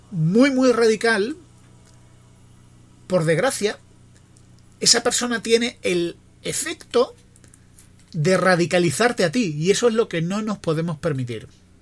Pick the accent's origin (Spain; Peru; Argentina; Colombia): Spain; los catalanes son mis vecinos, mis compatriotas, y como españoles